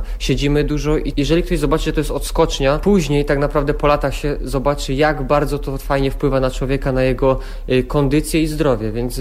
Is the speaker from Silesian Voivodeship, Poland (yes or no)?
yes; Bojszowy, Silesian Voivodeship, Poland; Dokładnie jestem z Bojszów. To jest jakby w takim trójkącie między Pszczyną, Tychami a Oświęcimiem.